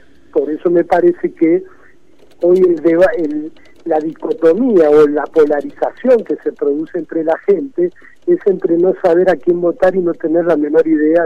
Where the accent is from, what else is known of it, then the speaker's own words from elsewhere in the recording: Buenos Aires Province, Argentina; now in San Luis, Argentina; Soy un bonaerense, nacido acá, que me fui a trabajar hace unos años con Rodríguez Sá